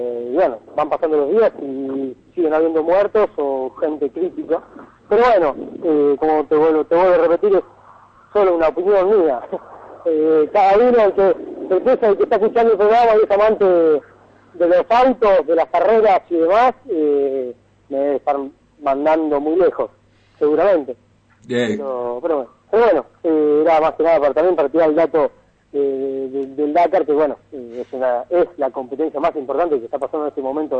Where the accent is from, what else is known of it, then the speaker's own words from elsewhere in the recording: Santa Fe, Argentina; Vengo de Santa Fe, que son bastante amantes de lo que son los fierros